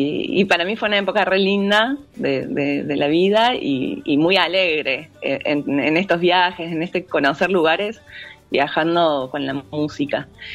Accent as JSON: {"language": "Spanish", "town": "La Cumbre", "region": "Córdoba", "country": "Argentina", "tie": "born or raised there", "said": "yo nací en La Cumbre y me crié en La Cumbre, digamos que hasta los 18 viví todo el tiempo en La Cumbre. Después, como en ese pueblito que es muy chico, no, bueno, ahora ya es ciudad"}